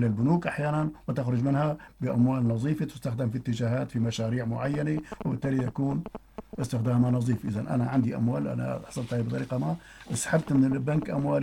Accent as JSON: {"language": "Arabic", "country": "Syria", "said": "يعني ليس عندنا في سوريا فقط وإنما"}